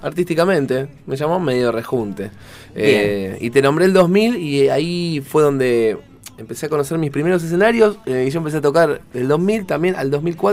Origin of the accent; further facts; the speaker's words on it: Avellaneda, Buenos Aires Province, Argentina; soy de Avellaneda, zona sur.